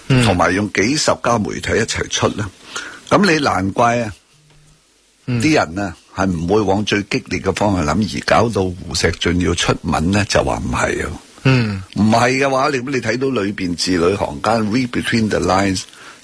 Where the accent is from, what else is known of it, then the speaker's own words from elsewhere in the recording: Hong Kong; 能够我哋香港人想，我想问呢样嘢